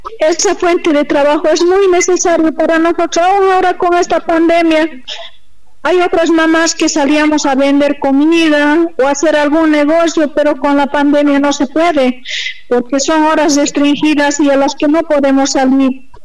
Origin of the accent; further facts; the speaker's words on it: Bolivia; Nosotros también somos bolivianos, tenemos derecho a trabajar.